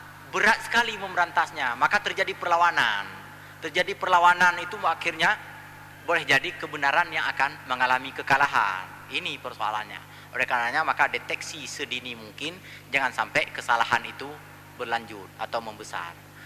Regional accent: West Sumatra, Indonesia; betapa saya di masa-masa remaja menuntut ilmu agama di sana, di Sumatera Barat. Itu alah, karut cerita kampung gua.

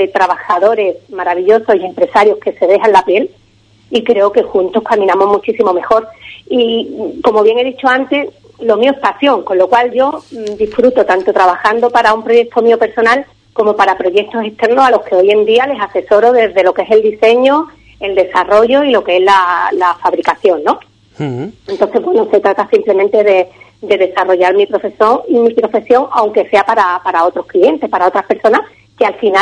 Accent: Ubrique, Andalusia, Spain; nos da mucho a todos los ubriqueños, a mi pueblo Ubrique, que lo adoro

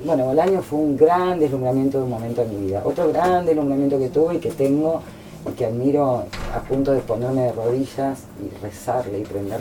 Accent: Brazil; Yo me crié en Brasil, mis padres eran muy lectores, pero en Brasil teníamos la biblioteca en portugués o teníamos la biblioteca del Liceo Francés, que era donde estudiábamos. Por lo tanto, yo no podía leer en mi lengua madre.

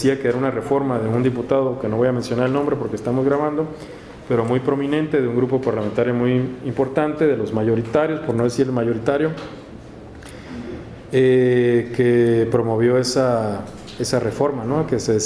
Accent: Mexicali, Baja California, Mexico; De Mexicali también, yo soy oriundo de Mexicali, ¿no?

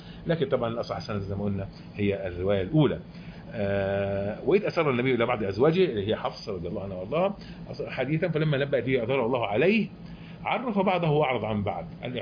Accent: Egypt; واحنا طبعا كمصريين بنقول انه لا

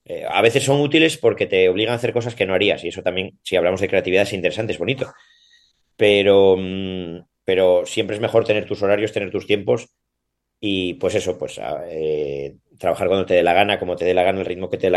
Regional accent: Oviedo, Asturias, Spain; born there; moved away as an adult; also born or lived in Salamanca / Madrid; now in Cantabria, Spain; Nací en Oviedo por estudiar y eso marché fuera. Marché a vivir a estudiar a Salamanca. Luego, por trabajo, viví en Madrid y por casualidades terminé en Cantabria. Entonces, vivo por aquí cerca de Somo, de un pueblín, que hay bastantes olas

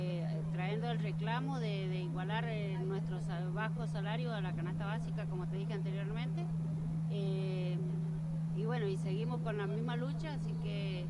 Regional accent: San Carlos, Mendoza, Argentina; born there; now in Rivadavia, Argentina; Bueno, sí, yo soy nacida en San Carlos, pero actualmente vivo en Rivadavia.

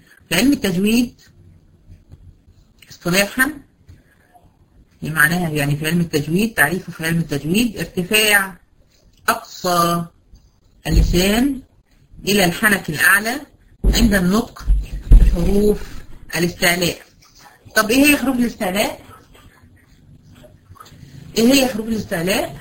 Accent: Egypt; زي اللي احنا بنسميها عندنا في مصر الزحليقه بتاعت الاطفال دي

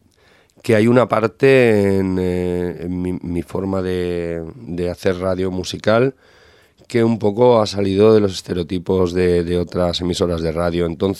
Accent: Vilanova i la Geltrú, Catalonia, Spain; en emisoras de pueblo de allí de la comarca donde soy yo, de Vilanovela y Geltrú, en Cubellas.

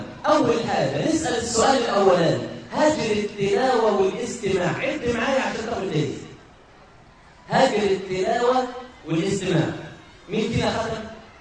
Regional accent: Egypt; دخلت مره في مكان عندنا في مصر بيسموه المضيافه.

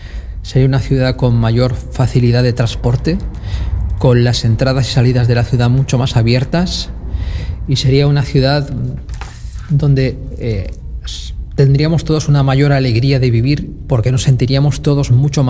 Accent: Spain; soy el único español de la Academia de Ciencias Jurídicas y Sociales de Argentina.

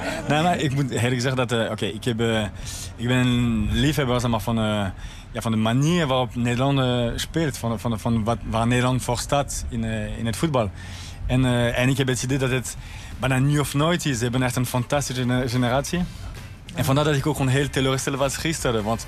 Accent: France; Dutch is a second language; dat wil ik niet als Fransman

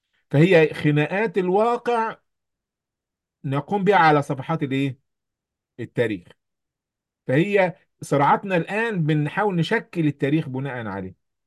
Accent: Benha, Qalyubia, Egypt; برغم إن إحنا في قلب الدلتا أهو، يعني أنا من بنها في قلب الدلتا

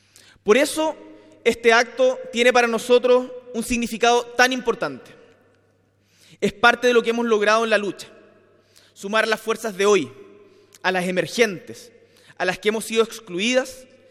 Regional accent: Magallanes, Chile; Yo vengo desde Magallanes

